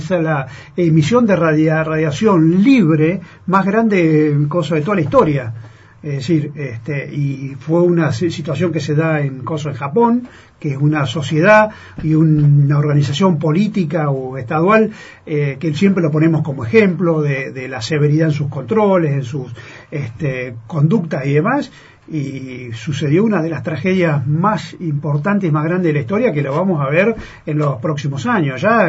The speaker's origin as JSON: {"language": "Spanish", "region": "Buenos Aires Province", "country": "Argentina", "said": "Por ejemplo, que es de donde yo vengo. Uh-huh. Yo vivo en provincia de Buenos Aires, que a 500 kilómetros de Capital Federal, casi en el límite con La Pampa."}